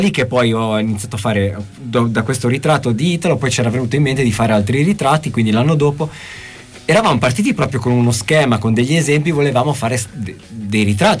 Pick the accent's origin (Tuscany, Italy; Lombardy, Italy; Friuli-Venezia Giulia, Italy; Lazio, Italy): Tuscany, Italy; Pallerone; now in Bologna, Italy; Io vengo da Pallerone, che è un piccolo paese.